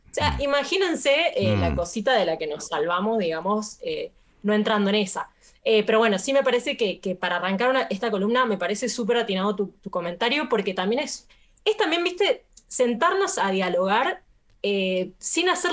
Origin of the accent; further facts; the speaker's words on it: San Juan, Argentina; Yo soy sanjuanina